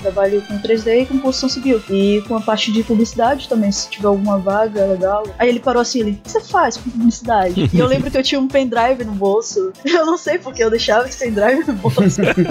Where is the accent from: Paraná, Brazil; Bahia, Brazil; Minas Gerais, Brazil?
Bahia, Brazil; Salvador; moved away as an adult; Eu sou de Salvador. Eu me mudei de lá há uns 4 anos.